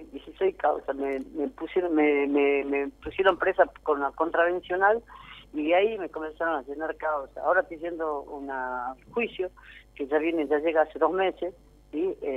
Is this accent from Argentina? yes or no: yes; Jujuy, Argentina; Yo soy jujeña